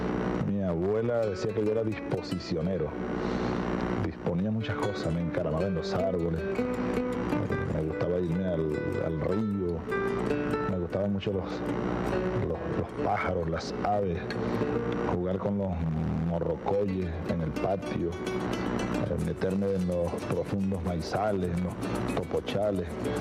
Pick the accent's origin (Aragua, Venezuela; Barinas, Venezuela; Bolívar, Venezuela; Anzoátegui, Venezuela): Barinas, Venezuela; Sabaneta; me gustaba pintar las casas de palma en la calle larga de tierra de mi pueblo